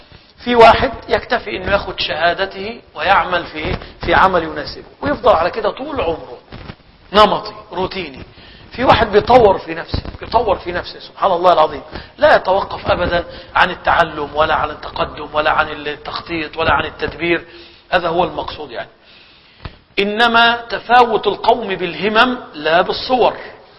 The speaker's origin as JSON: {"language": "Arabic", "country": "Egypt", "said": "والله انا شفت ناس عندنا في مصر"}